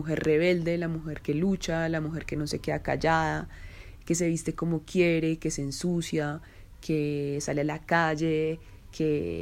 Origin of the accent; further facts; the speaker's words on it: Zipaquirá, Cundinamarca, Colombia; born there; moved away as an adult; now in Bogotá, Colombia; yo nací en Zipaquirá y hace un poco más de 10 años me vine a vivir a Bogotá cuando terminé mi carrera universitaria.